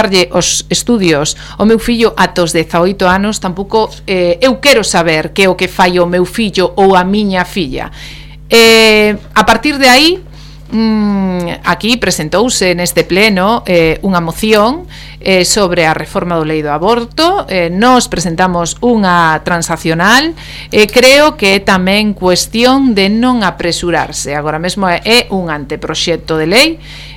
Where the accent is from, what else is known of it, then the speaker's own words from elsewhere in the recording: Galicia, Spain; son galego falante, os meus fillos educados do mesmo xeito, un fala todo galego e outro fala castelán